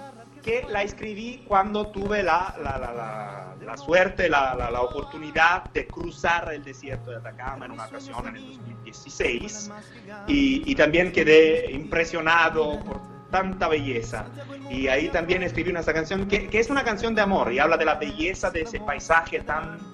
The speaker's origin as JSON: {"language": "Spanish", "region": "Apulia", "country": "Italy", "second_language": "Spanish", "said": "Estoy acá en Italia, en el sur de Italia, en el taco de la bota, en mi país."}